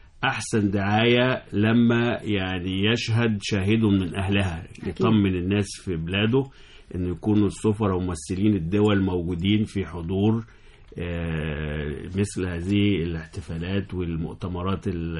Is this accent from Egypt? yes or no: yes; Egypt; بعض السفارات الأجنبية اللي موجودة عندنا في مصر ابتدوا يشيلوا التحذيرات